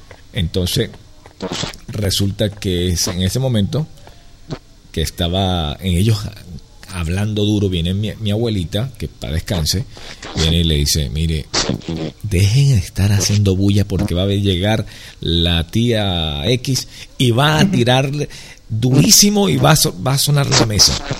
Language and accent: Spanish; Venezuela; now in Miami, United States; En mi país allá, yo no estoy allí en Venezuela, pero estoy en, actualmente en Miami